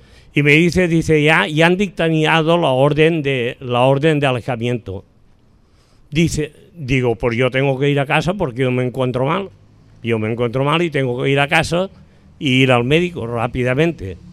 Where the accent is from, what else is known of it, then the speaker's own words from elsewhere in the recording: Valencian Community, Spain; Yo soy de aquí, de Valencia, que me parece que seré el único que hay aquí, concreto de la Safor, de un pueblo de la Safor. La Safor es una comarca.